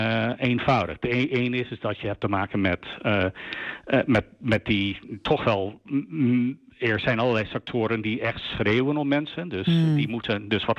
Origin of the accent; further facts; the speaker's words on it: United States; Ja, ik ben naarmate dat ik heb als Amerikaan toen ik jonger was, dan heb ik denk ik wel 60, misschien 70 uur per week gewerkt.